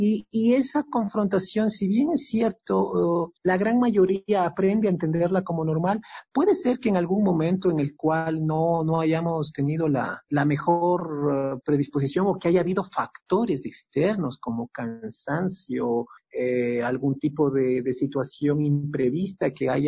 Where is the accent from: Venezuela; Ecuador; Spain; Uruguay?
Ecuador; Quito, Pichincha; moved away as an adult; also born or lived in Kassel, Germany; Yo pues soy un músico quiteño